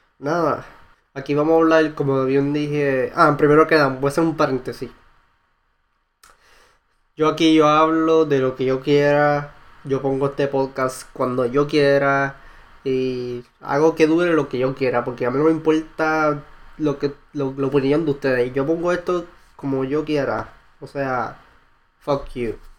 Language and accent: Spanish; Humacao, Puerto Rico; moved away as an adult; also born or lived in Ponce / Gurabo; now in Seattle, United States; yo soy un joven puertorriqueño, viviendo en Estados Unidos ahora mismo, y nada, yo nací en Ponce, pero mayormente viví en Gurabo y Humacao. Yo me considero más humacaeño.